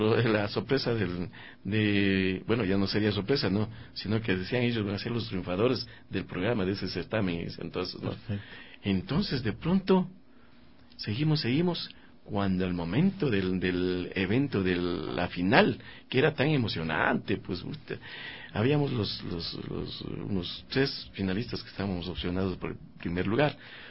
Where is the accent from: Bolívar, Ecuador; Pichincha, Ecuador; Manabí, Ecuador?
Bolívar, Ecuador; Facundo Vela; En mi tierra, en la provincia de Bolívar, Facundo Vela, un pueblito tan querido, pero posiblemente olvidado, pero tan querido por los coterráneos, los que queremos a la tierrita